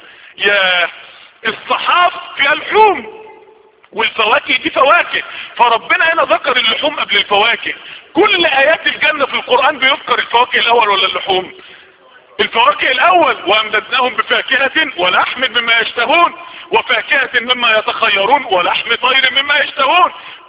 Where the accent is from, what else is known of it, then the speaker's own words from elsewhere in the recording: Mansoura, Dakahlia, Egypt; ما يعرفوش ان انا من المنصورة